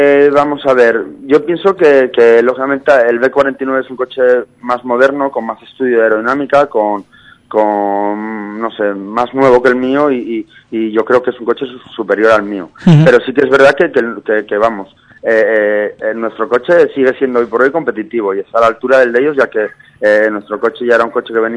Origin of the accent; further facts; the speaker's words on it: Asturias, Spain; aunque bien decías que soy asturiano, pues un poco en casa, ya que vivo aquí